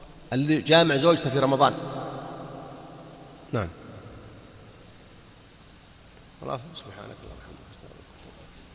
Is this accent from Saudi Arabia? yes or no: yes; Saudi Arabia; يوزعون الإفتاء عندنا في السعودية